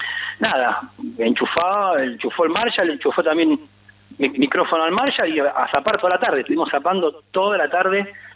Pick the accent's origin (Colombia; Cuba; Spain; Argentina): Argentina; Pablo Podestá, Buenos Aires Province; Yo soy oriundo de Pablo Podestá, partido 3 de febrero.